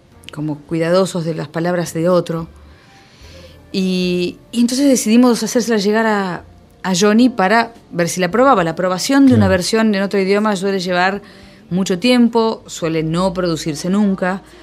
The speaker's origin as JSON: {"language": "Spanish", "country": "Argentina", "said": "en medio de tanta impunidad que nosotros vivimos como argentinos"}